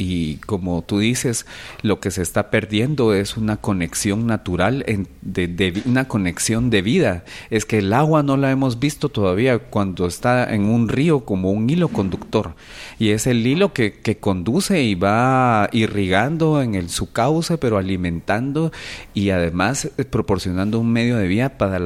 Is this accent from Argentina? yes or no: no; Guatemala; como ciudadanos y como guatemaltecos que sentimos muchos de los que estábamos ahí